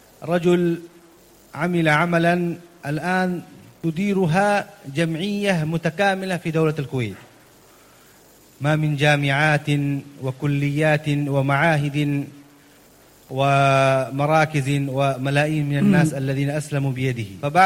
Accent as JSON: {"language": "Arabic", "country": "India", "said": "وأنا من الهند أيضا نحن في هذه المشكلة"}